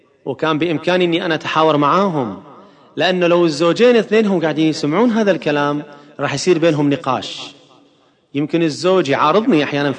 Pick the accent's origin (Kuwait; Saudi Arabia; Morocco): Kuwait; مرة عملت دراسة عندنا في الكويت عن أسباب الطلاق